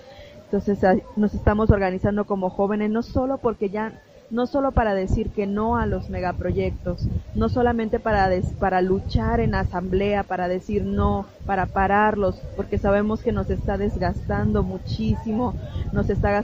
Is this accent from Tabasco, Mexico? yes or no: no; Sinanché, Yucatán, Mexico; soy de México, de Yucatán, mi comunidad se llama Sinanché, estamos en la costa de Yucatán.